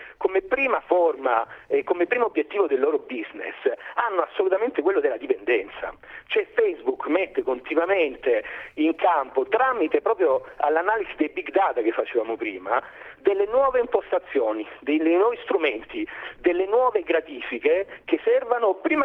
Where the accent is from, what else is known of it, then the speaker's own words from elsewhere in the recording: Lecce, Apulia, Italy; È chiaro che io sono nato in provincia, nato e cresciuto a Lecce, all'inizio degli anni 90